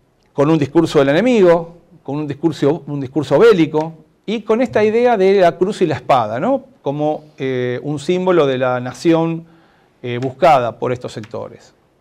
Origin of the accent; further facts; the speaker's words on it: Argentina; como argentinos argentinas, no podemos negar entonces esta vinculación